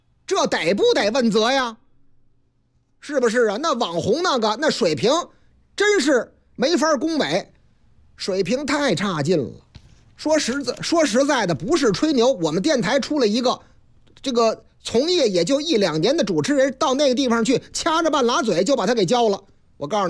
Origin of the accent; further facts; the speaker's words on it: Shenyang, Liaoning, China; 又是俺们老家的事儿，历时九个多月的沈阳故宫大政殿彩画工程修复了受损部分